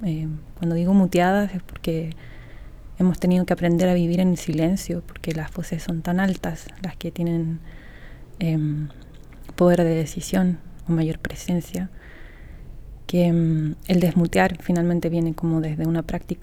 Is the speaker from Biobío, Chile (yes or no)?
no; Valparaíso, Chile; Soy de Valparaíso.